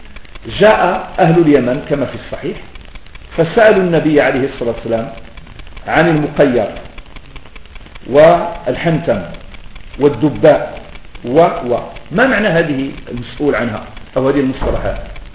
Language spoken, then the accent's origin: Arabic; Morocco; هذه كلمة ما تستخدم عندنا في المغرب